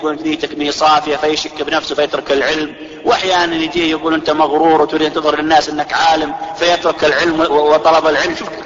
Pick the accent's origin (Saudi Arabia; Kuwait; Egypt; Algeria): Saudi Arabia; واضح يجي في الدولة مثل عندنا في السعودية له شكل